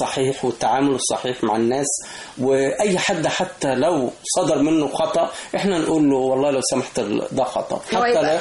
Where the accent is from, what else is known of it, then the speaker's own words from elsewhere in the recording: Egypt; احنا لنا تقاليد كمصريين